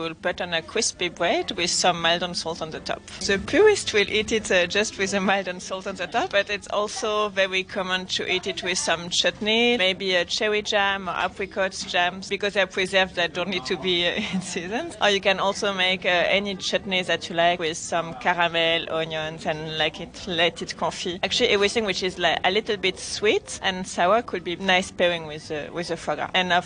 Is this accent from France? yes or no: yes; Toulouse, Occitania, France; I'm from Toulouse, so this city is very famous for everything about the duck, and of course duck foie gras.